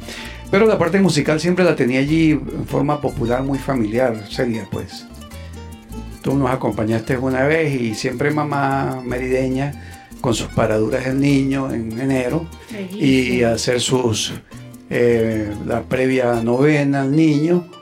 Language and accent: Spanish; La Grita, Táchira, Venezuela; Soy nativo de la tienda en el Táchira, La Grita.